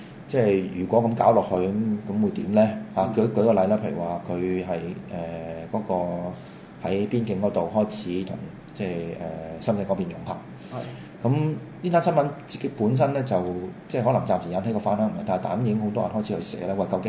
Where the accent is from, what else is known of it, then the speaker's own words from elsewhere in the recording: Macau; 即係站在一個譬如好似我同你咁樣喺個地方土生土長嘅，我哋當然有一種感情喺度啦。